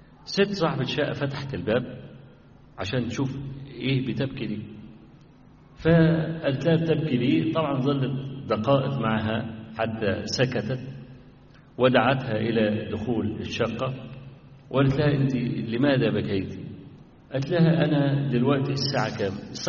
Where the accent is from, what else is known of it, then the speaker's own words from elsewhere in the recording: Egypt; حتى صدر عندنا في مصر في بعض المحاكم